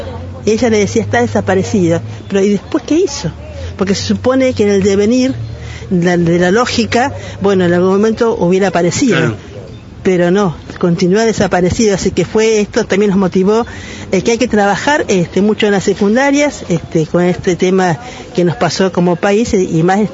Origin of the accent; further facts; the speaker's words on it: Argentina; Nos pasó como argentinos, ¿no?